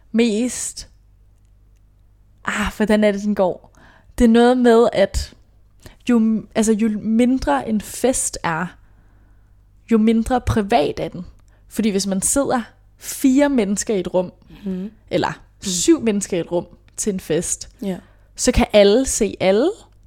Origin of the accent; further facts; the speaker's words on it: Hjørring, North Denmark Region, Denmark; Det er altså ikke, jeg er fra Brøndby. Men Hjørring, lille jysk by.